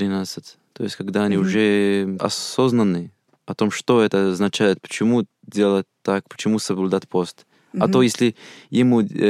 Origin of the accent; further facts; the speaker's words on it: Algeria; Russian is a second language; я из Северной Африки, я из Алжира. Я не из Черной Африки